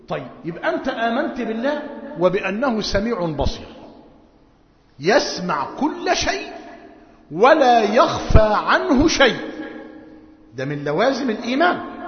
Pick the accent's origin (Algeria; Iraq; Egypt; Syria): Egypt; ونحن في موسم في قريتنا وفي قرى مصر موسم حصاد القمح